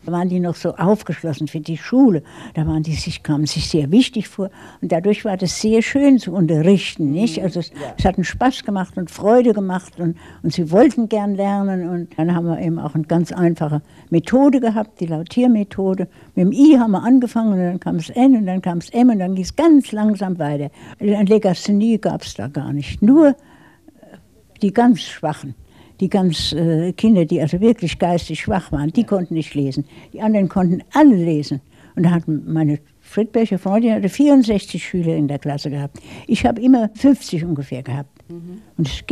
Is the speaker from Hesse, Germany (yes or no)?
yes; Darmstadt, Hesse, Germany; ich bin dann in Bessungen groß geworden, in dem Dorf gewissermaßen, nicht? Da hat mein Vater gebaut.